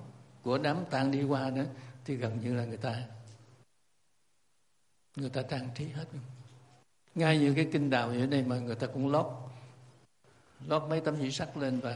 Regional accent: Cu Chi, Ho Chi Minh City, Vietnam; trên quê tôi là Củ Chi

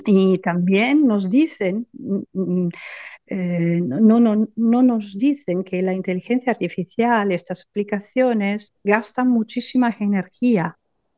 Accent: Forlì, Emilia-Romagna, Italy; Spanish is a second language; aquí en mi pueblo, en Forlì, en Romaña

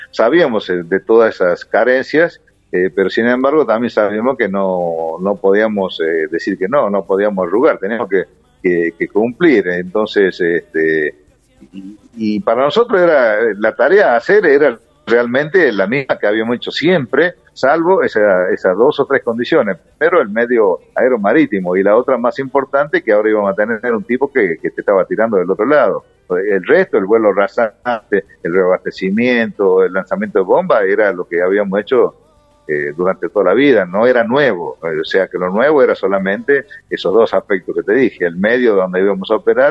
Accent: Tucumán, Argentina; also born or lived in Córdoba / Mendoza; yo tucumano, me crié en Tucumán, estudié en Córdoba en la Escuela de Aviación, de ahí fui a Mendoza, a la Escuela de Caza, y a Reynos, centro del país

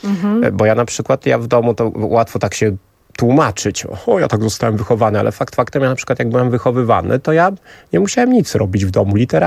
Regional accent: Sweden; Polish is a second language; now in Poland; Ja jestem Szwedem, jestem rodowitym Szwedem. Mieszkam w Polsce od niedawna, pewnie słychać akcent, przepraszam.

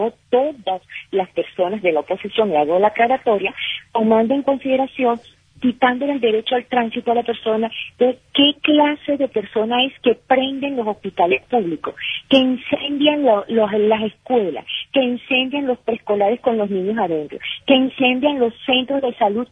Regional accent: Venezuela; como nosotros venezolanos sabemos y queremos vivir en paz

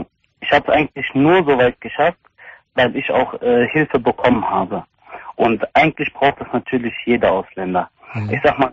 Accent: Hilden, North Rhine-Westphalia, Germany; born there; Ich bin in Hilden geboren, das ist bei Düsseldorf.

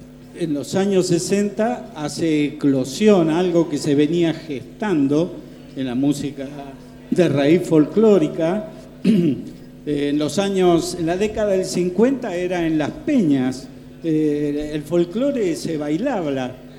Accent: Huanguelén, Buenos Aires Province, Argentina; De la provincia de Buenos Aires. Y me crié en la provincia de Buenos Aires, así que lo urbano no prevalecía tanto como mi identidad con lo rural, digamos.

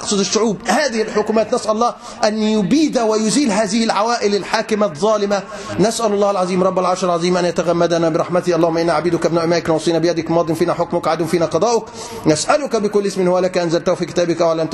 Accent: Egypt; طب ما عندنا في مصر مثلا

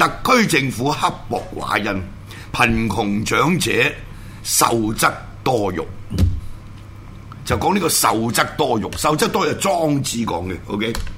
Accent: Hong Kong; born there; 我香港出世，香港是我家，我冇办过任何一笪地方嘅外国护照，对唔住，包括我最容易攞中华民国护照，我都冇攞嘅，

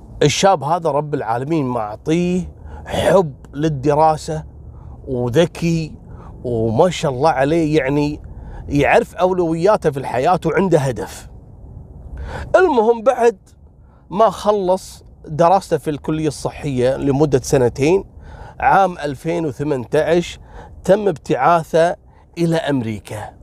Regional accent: Kuwait; واحد فيهم من الأسرة الحاكمة عندنا في الكويت.

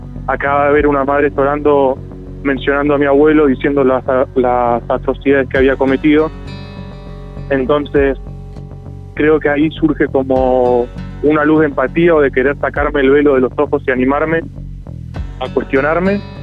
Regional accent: Santa Rosa, La Pampa, Argentina; Yo soy de Santa Rosa, de La Pampa, entonces venía a Buenos Aires a verlo.

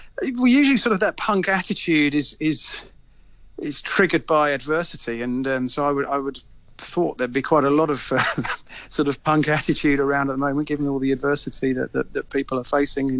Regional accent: Brighton, South East England, United Kingdom; I don't know whether you remember them from the early 80s, a Brighton band from my hometown.

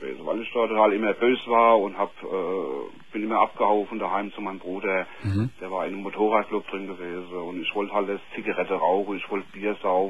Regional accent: Mainz, Rhineland-Palatinate, Germany; Ich bin Mainzer.

